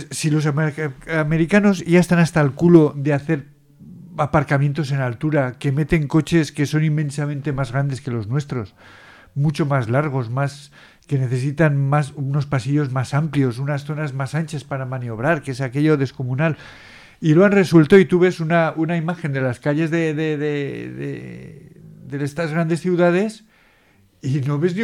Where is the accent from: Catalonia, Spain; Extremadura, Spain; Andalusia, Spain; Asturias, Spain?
Andalusia, Spain; Peñarroya; Bien, voy a mi pueblo, 150 kilómetros, Peñarroya.